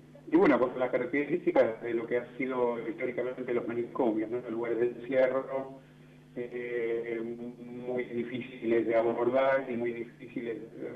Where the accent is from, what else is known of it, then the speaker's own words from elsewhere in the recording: Buenos Aires, Argentina; yo soy de Capital